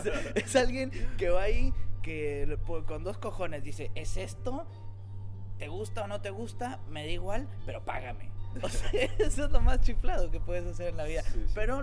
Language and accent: Spanish; Mexico; yo soy de México